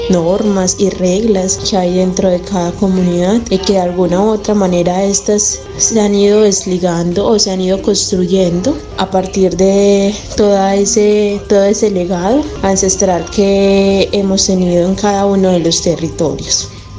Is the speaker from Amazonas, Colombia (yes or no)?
no; El Bagre, Antioquia, Colombia; yo soy antropóloga y soy del municipio de El Bagre, Antioquia. Conozco y sé que hago parte de una herencia indígena